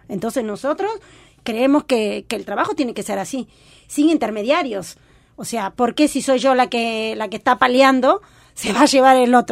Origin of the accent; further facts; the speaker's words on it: Peru; como mujer, como peruana, como migrante, me da un orgullo